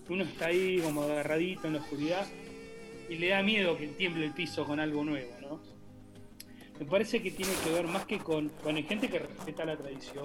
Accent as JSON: {"language": "Spanish", "region": "Neuquén", "country": "Argentina", "lives_now": "Buenos Aires, Argentina", "said": "venimos de Neuquén, loco, venimos a Buenos Aires, nos apuntamos al mundo"}